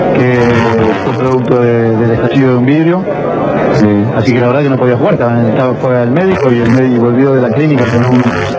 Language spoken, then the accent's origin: Spanish; Argentina; que sufren los argentinos, que somos todos argentinos.